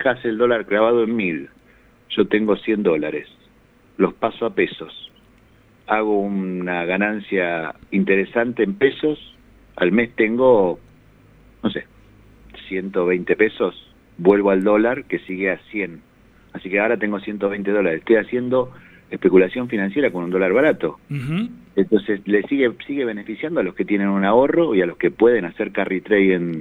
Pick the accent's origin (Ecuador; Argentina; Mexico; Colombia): Argentina; como muchos argentinos, la pasamos muy mal con 200 puntos de inflación teniendo trabajo.